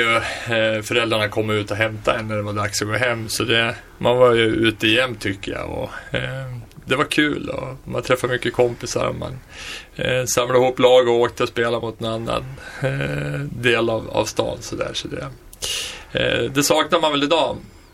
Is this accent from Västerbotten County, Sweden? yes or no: no; Västerås, Västmanland County, Sweden; Jag fyller 44 sista maj här. Född och uppvuxen i Västerås.